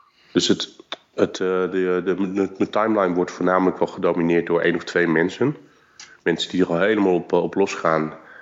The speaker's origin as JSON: {"language": "Dutch", "country": "South Korea", "said": "Ja, ik kom natuurlijk uit Korea."}